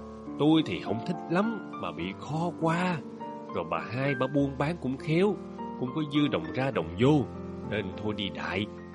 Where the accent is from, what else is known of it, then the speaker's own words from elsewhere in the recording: Long Ho, Vĩnh Long, Vietnam; Quê tôi dưới Long Hồ, ba má tôi sanh tôi ở dưới. Dưới quê mà, làm miếng đặt tên con nên … cho nó gọn.